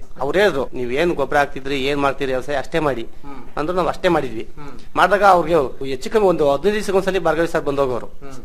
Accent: Gonibeedu, Karnataka, India; ನಮ್ದು ಗೋಣಿಬೀಡು ನಮ್ಮೂರು, ನಮ್ಗೆ 2 ಎಕರೆ ಜಮೀನ್ ಇತ್ತು.

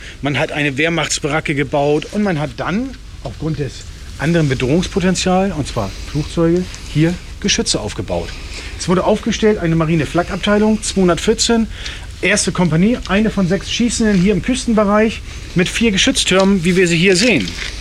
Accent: Northern Germany, Germany; Ich bin ein Norddeutscher.

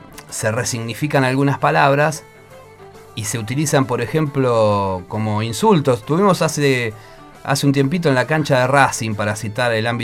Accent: Argentina; recordar lo que como argentinos, aunque no hubiésemos nacido, le hicimos a Paraguay

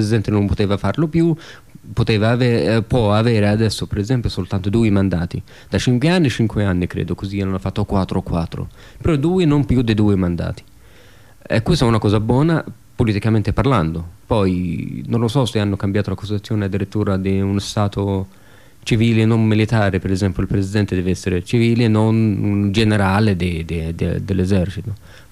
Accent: Saudi Arabia; Io sono nato in Arabia Saudita, studiavo lì in Arabia Saudita

